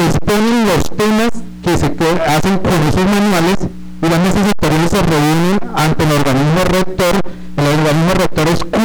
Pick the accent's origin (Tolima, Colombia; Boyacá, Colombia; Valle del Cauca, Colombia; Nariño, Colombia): Tolima, Colombia; Espinal; la verdad no somos de Flandes, venimos de una comisión del Espinal. Yo soy vocero de un sector del Espinal